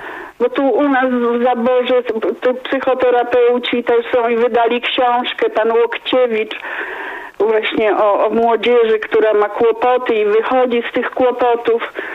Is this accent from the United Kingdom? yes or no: no; Zielona Góra, Lubusz Voivodeship, Poland; jestem z Zielonej Góry.